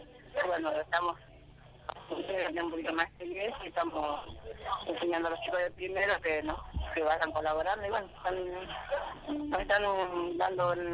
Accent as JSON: {"language": "Spanish", "region": "Chaco", "country": "Argentina", "moved": "yes", "lives_now": "Buenos Aires, Argentina", "said": "soy del Chaco y... Empecé a trabajar como cajera volantina, cuando vine a Buenos Aires"}